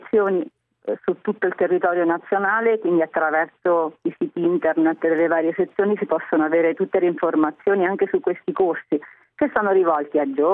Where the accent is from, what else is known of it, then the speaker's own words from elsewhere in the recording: Ascoli Piceno, Marche, Italy; sono di Ascoli Piceno, quindi sono proprio nella zona, nel cratere sismico.